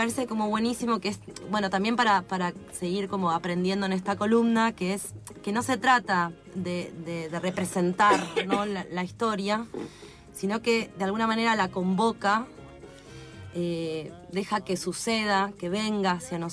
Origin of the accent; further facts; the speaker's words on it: Argentina; No sorprende para nosotros que somos argentinos